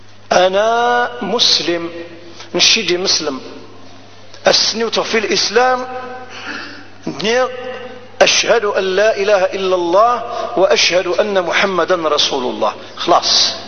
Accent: Algeria; أنا جزائري، أنا جزائري

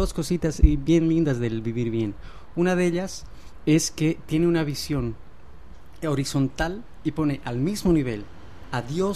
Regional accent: Bolivia; como venimos de Bolivia nosotros, ¿no?

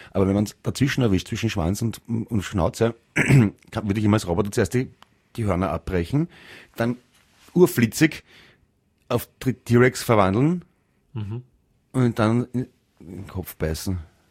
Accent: England, United Kingdom; German is a second language; now in Los Angeles, United States; eigentlich Engländer, aber ich bin schon lange in Kalifornien wegen dem Wetter.

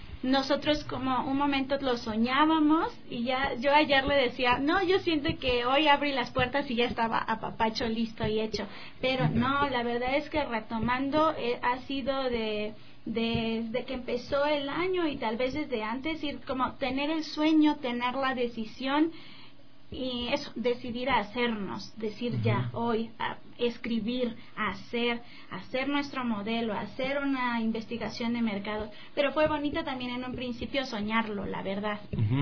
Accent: Mexico City, Mexico; also born or lived in Chiapas; Yo soy mexicana. ¿Sí?

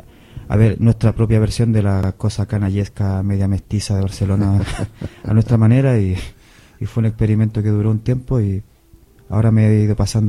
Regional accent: Chile; Yo que soy bien chileno.

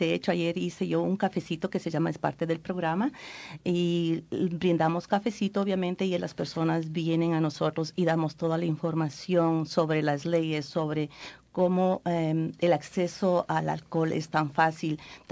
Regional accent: Ecuador; yo soy de Ecuador

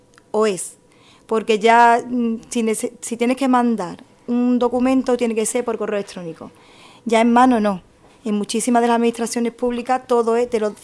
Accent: El Rubio, Andalusia, Spain; born there; now in Gelves, Spain; soy nacida en El Rubio, me siento rubeña, pero al mismo tiempo, hoy día ya también me siento gelveña, porque exactamente tengo 45 años y llevo hace 22 años que pisé Gelve.

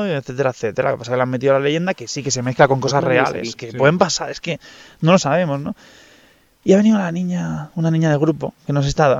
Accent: Catalonia, Spain; Yo soy catalán, claro.

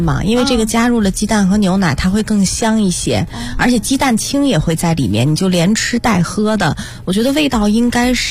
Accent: Northwest China, China; 其实西北人我们从小也都是大部分吃牛羊肉长大的，

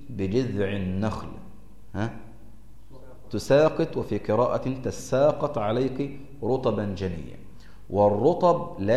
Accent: Egypt; الكنيسة الإنجيلية عندنا في مصر

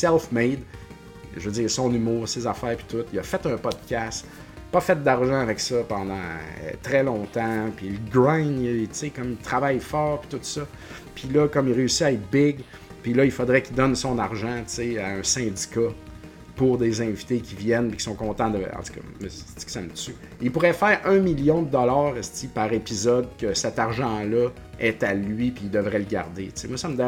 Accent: Quebec, Canada; je prends pour l'équipe québécoise, canadienne, de où je viens, tu sais, Montréal. Et puis, je viens de la Beauce

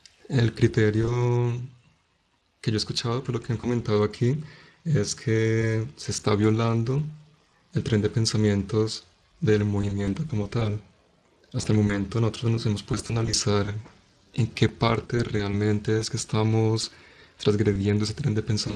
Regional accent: Manizales, Caldas, Colombia; Yo soy de Manizales, Colombia

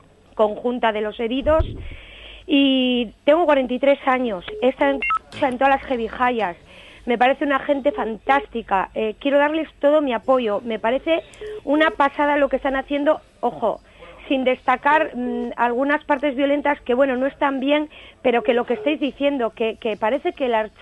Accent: Bilbao, Basque Country, Spain; He estado en Recalde, he estado en Bilbao, ahora mismo acabo de llegar, soy del barrio de La Peña.

